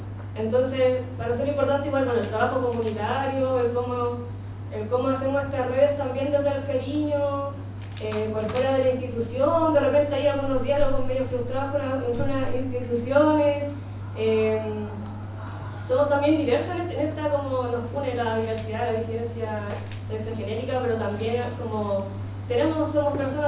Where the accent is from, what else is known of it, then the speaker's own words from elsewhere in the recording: Temuco, Araucanía, Chile; vengo de Temuco.